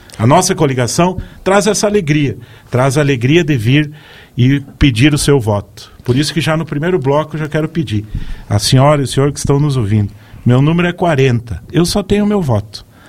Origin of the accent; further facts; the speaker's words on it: Tenente Portela, Rio Grande do Sul, Brazil; now in Chapecó, Brazil; nascido em Tenente Portela, Rio Grande do Sul, uma cidade em que desde pequeno já ouvi as rádios daqui, né?